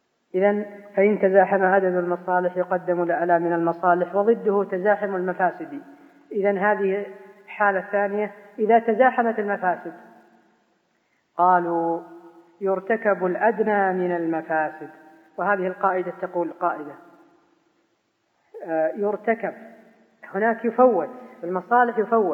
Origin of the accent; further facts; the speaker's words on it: Najd, Saudi Arabia; يسمونها عندنا في نجد يكاسر